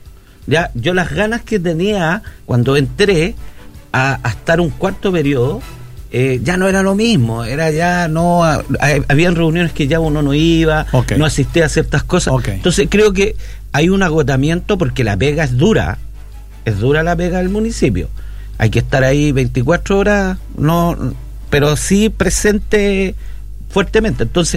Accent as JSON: {"language": "Spanish", "town": "Marga Marga", "region": "Valparaíso", "country": "Chile", "said": "Yo soy de Marga Marga."}